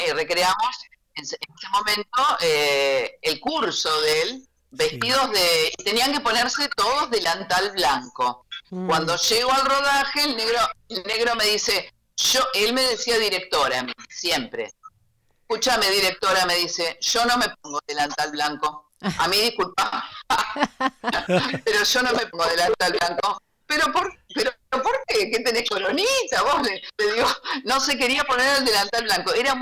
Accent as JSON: {"language": "Spanish", "region": "Buenos Aires", "country": "Argentina", "tie": "born or raised there", "said": "Yo soy de Boca, porque yo nací en un barrio porteño."}